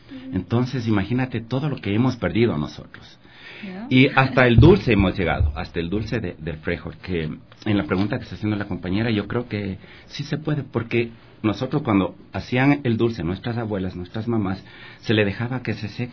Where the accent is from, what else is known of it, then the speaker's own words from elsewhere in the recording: Imbabura, Ecuador; yo vengo de Valle del Chota, que somos productores de frijol y consumidores de frijol